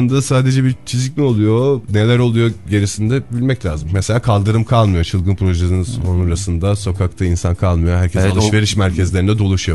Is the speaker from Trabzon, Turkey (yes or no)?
no; Ankara, Turkey; Ama biz Ankaralılar olarak herhalde çılgın proje konusunda biraz daha şeyizdir.